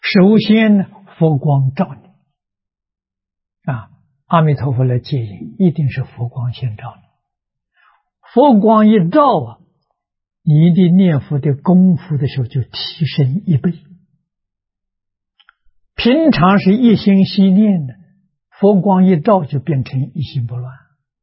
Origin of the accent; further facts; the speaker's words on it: China; 我们中国人讲檀香啊